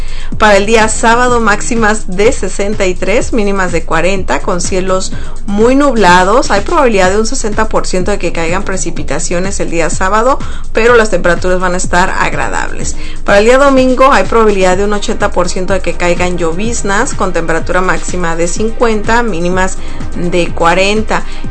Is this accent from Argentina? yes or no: no; Sonora, Mexico; yo vengo de Sonora, de México, y pues es un estado muy caluroso. Entonces toda mi vida viví en el calor extremo.